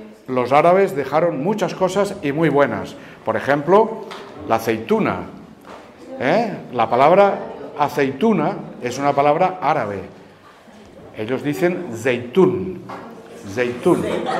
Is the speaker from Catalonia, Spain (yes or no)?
yes; Tarragona, Catalonia, Spain; Yo mismo soy catalán, yo procedo de Tarragona, yo hablo catalán, hablo francés también, hablo italiano también